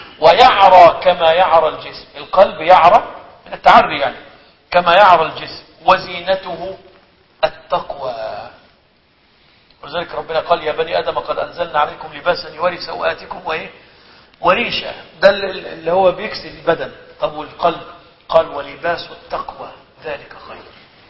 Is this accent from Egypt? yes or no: yes; Egypt